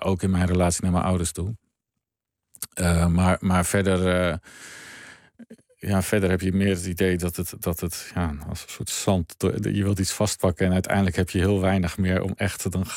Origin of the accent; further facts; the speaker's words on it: Gelderland, Netherlands; Wij woonden in mijn jonge jaren op de Veluwe en dan kon je redelijk snel Duitsland in.